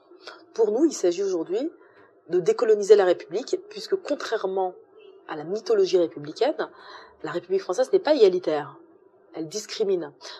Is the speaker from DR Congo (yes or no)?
no; France; Moi, je parle français, je parle plus le français que l'arabe, par exemple, parce que j'ai grandi en France, et donc je me suis intégrée